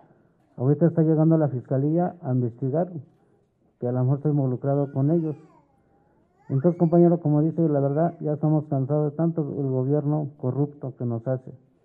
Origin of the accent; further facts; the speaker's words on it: Santiago Mexquititlán, Querétaro, Mexico; Yo soy uno de los compañeros de aquí, que vengo del pueblo de Santiago Mexitlán.